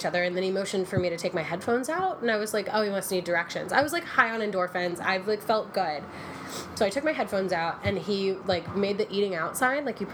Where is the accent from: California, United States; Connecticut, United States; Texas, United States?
Texas, United States; I am from Texas. Yeah.